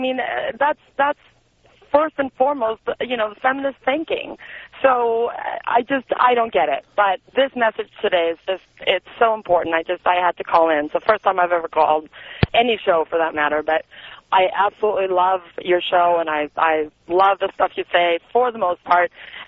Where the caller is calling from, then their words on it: Argentina; I'm from Argentina, and it's all good.